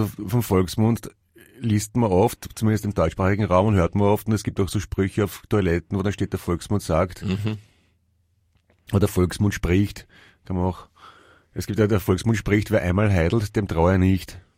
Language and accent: German; United States; German is a second language; Ich bin Amerikanerin, ich verstehe das alles nicht so gut.